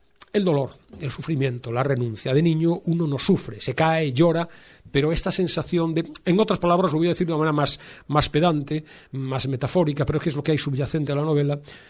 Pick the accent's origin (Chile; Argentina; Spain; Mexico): Spain; Vigo, Galicia; yo soy de Vigo y me recuerdo eso, la piel salada